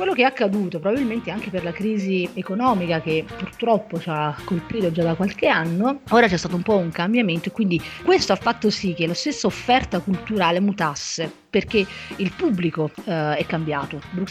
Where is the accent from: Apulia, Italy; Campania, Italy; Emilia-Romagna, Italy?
Campania, Italy; moved away as an adult; now in Brussels, Belgium; sono originaria della provincia di Salerno